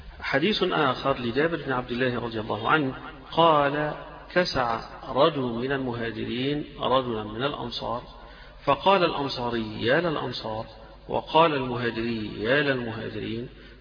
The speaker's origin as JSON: {"language": "Arabic", "town": "Alexandria", "region": "Alexandria Governorate", "country": "Egypt", "said": "إحنا اسكندرانية نضربوا الصعيدة، نضربوا البحرية"}